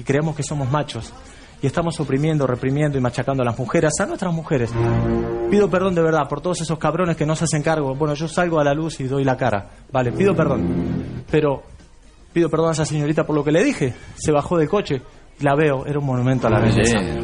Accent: Buenos Aires, Argentina; soy argentino y esta mujer es tan porteña como yo, sí señor.

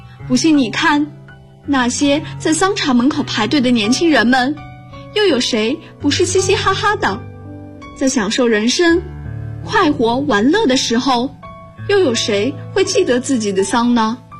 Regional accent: Zhangjiakou, Hebei, China; now in Nanjing, China; 我来自河北张家口，我在南京大学，距离我的家乡1026公里。

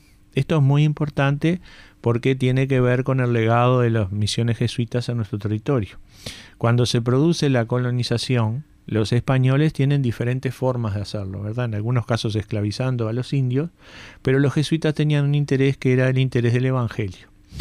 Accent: Uruguay; Yo, capaz que yo no soy uruguayo, pero no me gusta el mate

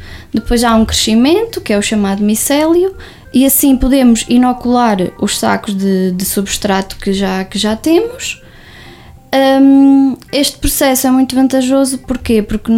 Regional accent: Lagares da Beira, Coimbra, Portugal; não achava que seria possível eu voltar a Lagares da Beira logo após terminar o curso. Pensei que ia parar a outra cidade, não voltar à minha terra natal.

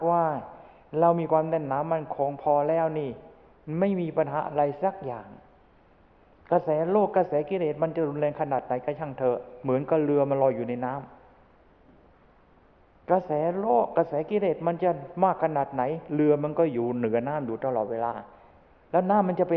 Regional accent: Chanthaburi, Thailand; ในฐานะเราเป็นชาวจันทบุรีก็ยังอดที่จะภูมิใจนิดๆไม่ได้อยู่

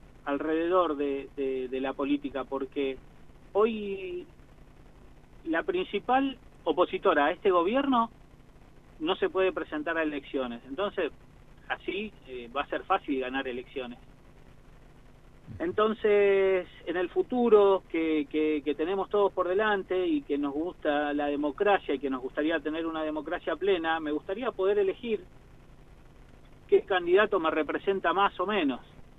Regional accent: Buenos Aires, Argentina; now in La Pampa, Argentina; yo vengo de Buenos Aires

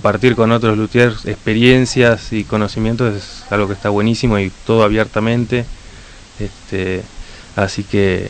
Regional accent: Cipolletti, Río Negro, Argentina; also born or lived in Neuquén / Buenos Aires; No, de Neuquén soy yo. Nací en Neuquén, viví en Cipolletti. Terminé secundaria en Cipolletti y me fui a vivir a Buenos Aires.

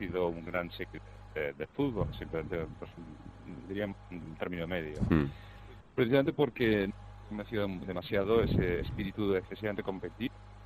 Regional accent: Seville, Andalusia, Spain; Yo personalmente soy sevillano

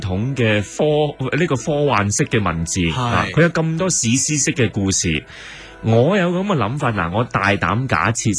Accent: China; 其实我哋中国人以前都系武权噶，系武系社会嚟嘅

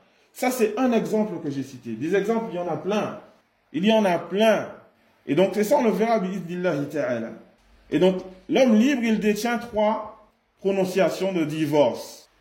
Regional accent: Martinique; Exemple, chez nous en Martinique, certains historiens ils disent

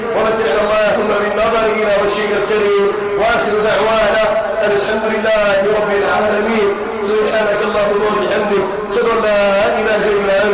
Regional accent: Egypt; اللهم اجعل بلادنا مصر امنا امانا

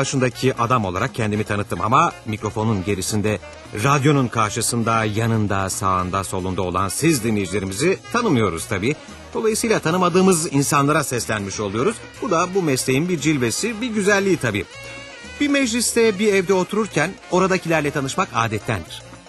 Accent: Konya, Turkey; Konyalıyım.

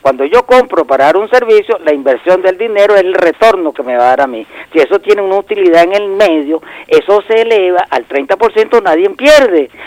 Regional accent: Venezuela

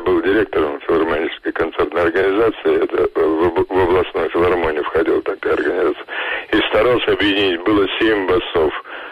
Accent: Moscow, Russia; Я родился и вырос в Москве, рядом с Большим театром.

